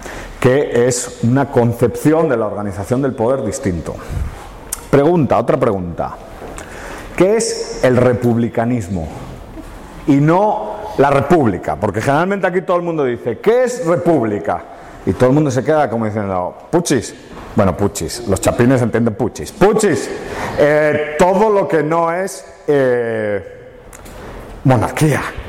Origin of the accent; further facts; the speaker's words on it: Spain; Y eso es un problema que como españoles tenemos, ¿no?